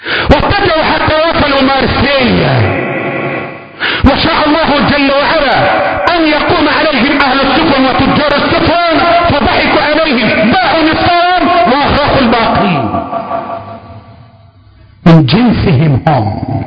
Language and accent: Arabic; Egypt; اللهم احفظ بلدنا مصر،